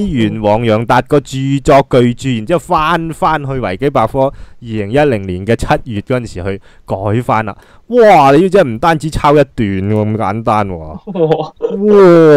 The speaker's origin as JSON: {"language": "Cantonese", "country": "Hong Kong", "said": "即系我哋香港人会讲网际网路"}